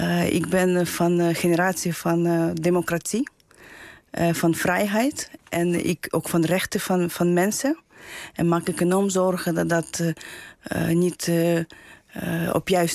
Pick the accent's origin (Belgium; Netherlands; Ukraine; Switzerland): Ukraine; Nee, ik kom uit Oekraïne.